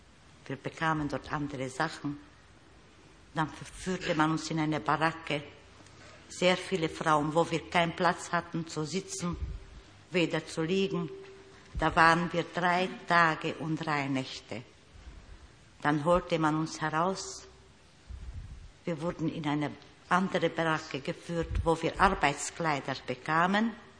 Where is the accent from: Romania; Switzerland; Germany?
Romania; Bistrița, Bistrița-Năsăud; Bistritz, in meiner Heimatstadt.